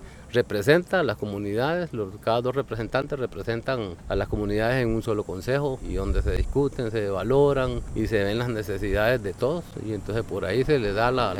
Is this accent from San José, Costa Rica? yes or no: no; Puerto Níspero, Guanacaste, Costa Rica; vengo de Puerto Níspero